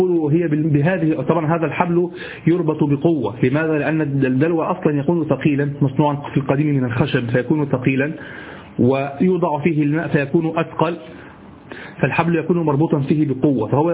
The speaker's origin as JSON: {"language": "Arabic", "country": "Egypt", "said": "هو الذي يعرف عندنا في مصر السديري، الصاب هو طبعا، لكن نحن نقول سديري،"}